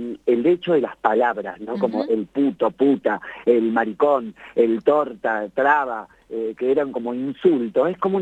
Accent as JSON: {"language": "Spanish", "country": "Argentina", "said": "Empecé a viajar y me gusta mucho el Uruguay, que fue el primer paisito ahí que conocí, que salí de Argentina."}